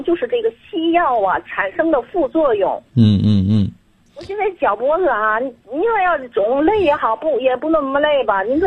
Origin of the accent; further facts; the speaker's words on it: Tianjin, China; 我是天津的。